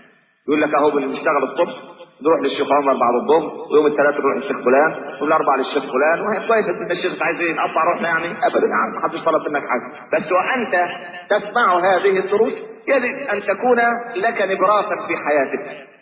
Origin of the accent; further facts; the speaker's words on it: Egypt; لكن احنا كمصريين معتبرين العيش هو ده الايه